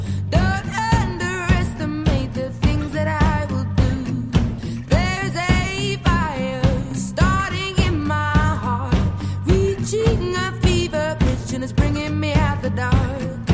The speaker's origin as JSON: {"language": "Korean", "country": "South Korea", "said": "근데 이제 한국인으로서 한국 사회를 되돌아보게 하는 그런 영화잖아요"}